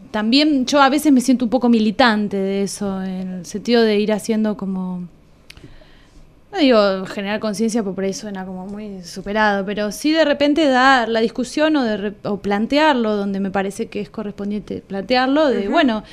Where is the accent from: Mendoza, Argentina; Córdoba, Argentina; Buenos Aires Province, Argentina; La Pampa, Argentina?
Buenos Aires Province, Argentina; Pehuajó; yo no soy de acá, yo soy de Pehuajó, y ahí empecé a hacer música.